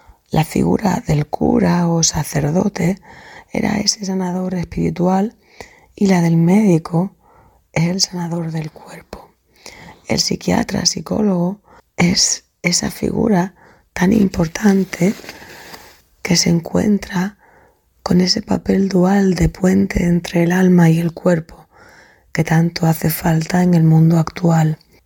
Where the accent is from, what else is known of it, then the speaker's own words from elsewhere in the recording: Seville, Andalusia, Spain; soy de Sevilla y tengo 61 años.